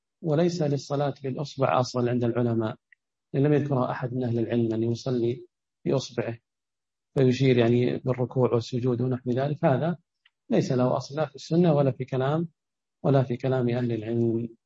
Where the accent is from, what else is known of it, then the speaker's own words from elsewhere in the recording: Ha'il, Ha'il Province, Saudi Arabia; مثل عندنا بحائل ما تكون رجليه شمال ورأسه باتجاه القبلة